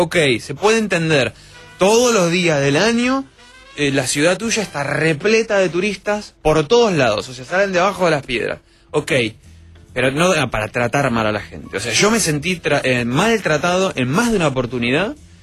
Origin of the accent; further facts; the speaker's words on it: Argentina; Y yo soy argentino, ¿entendés?